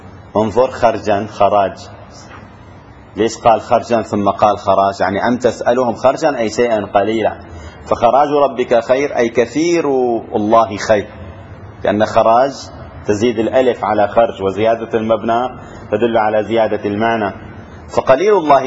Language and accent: Arabic; Syria; عندنا في الشام بالعامية شو بيقول له